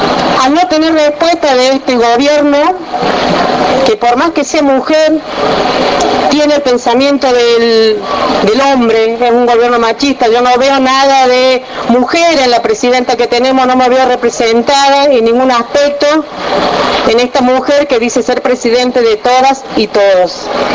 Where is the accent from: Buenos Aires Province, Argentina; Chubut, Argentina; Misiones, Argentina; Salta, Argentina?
Salta, Argentina; Tartagal; born there; now in Córdoba, Argentina; Soy salteña de origen. Como les decía, soy salteña de origen, nacida acá cerca, en Tartagal.